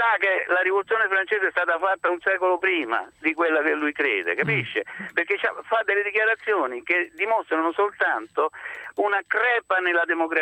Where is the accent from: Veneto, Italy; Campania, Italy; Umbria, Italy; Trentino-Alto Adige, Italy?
Campania, Italy; Naples; io come napoletano, come studioso e come cineasta napoletano